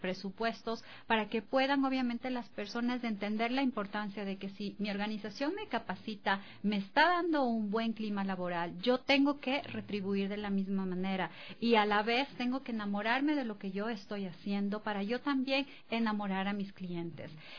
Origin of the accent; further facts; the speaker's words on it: Ecuador; nosotros mismos ecuatorianos y desde acá? Nosotros somos un país turístico